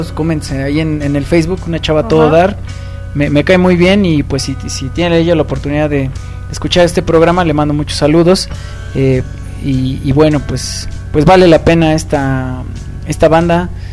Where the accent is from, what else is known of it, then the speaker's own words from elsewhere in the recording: Mexico; Para un público tan retrógrada como lo somos los mexicanos, tengo que decirlo.